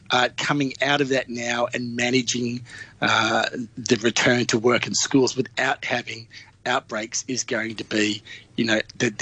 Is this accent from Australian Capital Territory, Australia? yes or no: no; Victoria, Australia; in my home state in Victoria